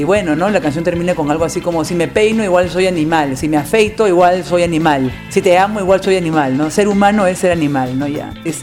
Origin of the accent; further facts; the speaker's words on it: Lima, Peru; Bueno, yo soy de Lima, nací, crecí en el centro de Lima, ¿no?